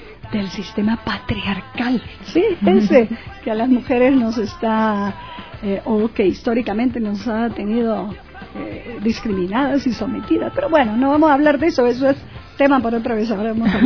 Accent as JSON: {"language": "Spanish", "region": "Amazon", "country": "Peru", "moved": "yes", "lives_now": "Ecuador", "said": "yo soy de Perú, ¿no? Pero hace 20 años que vivo en este hermoso Ecuador, ¿no? Y empecé hace mucho tiempo, pero así bastante tiempo, en la radio, justamente en la Amazonía peruana, porque soy de la Amazonía peruana"}